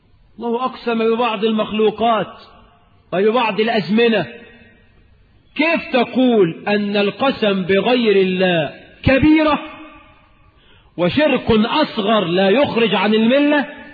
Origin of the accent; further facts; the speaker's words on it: Cairo, Cairo Governorate, Egypt; فالميكروباصات عندنا في القاهرة